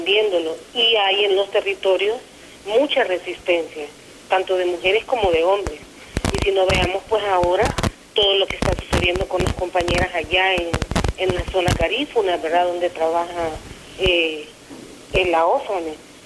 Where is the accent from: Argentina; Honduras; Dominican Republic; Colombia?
Honduras; este gobierno en el que estamos sumidos como hondureños